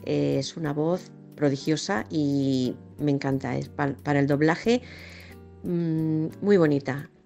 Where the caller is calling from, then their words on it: Manzanares, Castilla-La Mancha, Spain; de Manzanares, Ciudad Real